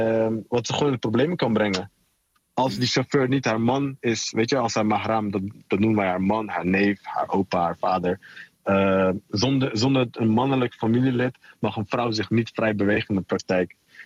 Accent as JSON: {"language": "Dutch", "country": "Afghanistan", "said": "voor mij als Afghaan zijnde is het echt wel prima te doen. Weet je, ik spreek de taal vloeiend."}